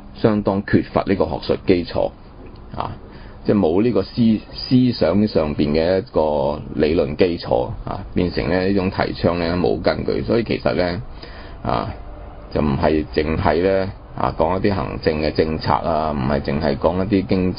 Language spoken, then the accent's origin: Cantonese; China; 但是因為我們中國人自己冇精神啊